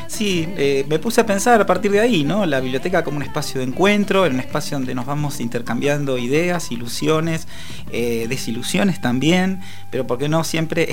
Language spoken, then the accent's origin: Spanish; La Plata, Buenos Aires Province, Argentina; Mira que soy platense